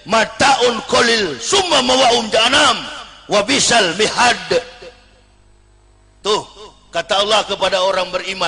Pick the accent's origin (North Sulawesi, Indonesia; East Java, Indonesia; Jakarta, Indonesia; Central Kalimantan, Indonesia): North Sulawesi, Indonesia; Manado; Manado itu Sulawesi Utara, saya orang Manado.